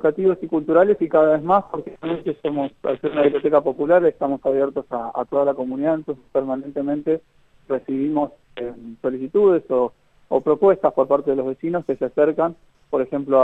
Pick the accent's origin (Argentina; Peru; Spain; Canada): Argentina; Buenos Aires; now in Lago Puelo, Argentina; Yo que vengo de Buenos Aires, así que conozco, digamos, cómo es la vida en Buenos Aires y esta vida. Decidí mudarme, particularmente yo, ¿no? Es mi historia. Y apenas llegué a Lago Puelo, es una vida mucho más tranquila, mucho más amistosa.